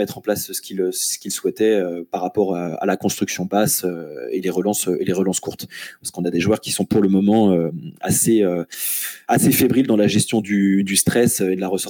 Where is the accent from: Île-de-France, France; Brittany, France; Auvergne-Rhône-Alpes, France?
Brittany, France; Rennes; je suis Rennais